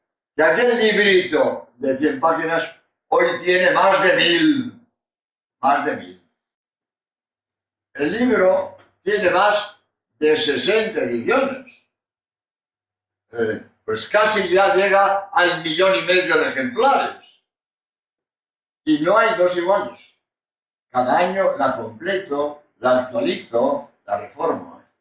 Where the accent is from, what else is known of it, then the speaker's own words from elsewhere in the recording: Spain; español y autor de este libro